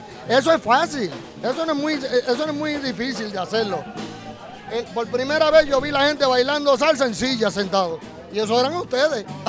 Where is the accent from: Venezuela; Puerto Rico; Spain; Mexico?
Puerto Rico; San Juan; born there; now in Corozal, Puerto Rico; Vivo, yo nací en San Juan, pero vivo en Corozal, Puerto Rico.